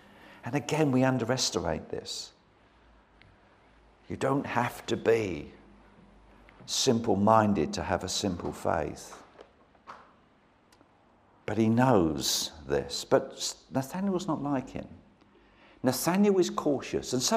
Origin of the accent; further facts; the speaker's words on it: London, United Kingdom; now in Brighton, United Kingdom; I was brought up in South London